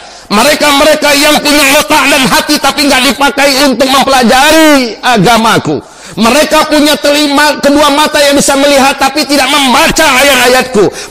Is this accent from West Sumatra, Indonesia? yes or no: yes; Payakumbuh, West Sumatra, Indonesia; Ini sifat pernah saya bahas hampir beberapa bulan di kota saya di Pekumbuh Pak.